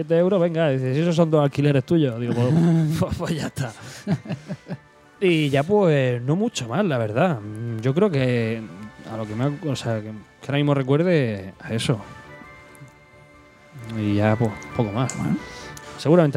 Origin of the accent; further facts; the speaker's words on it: Spain; decía, sí, soy de España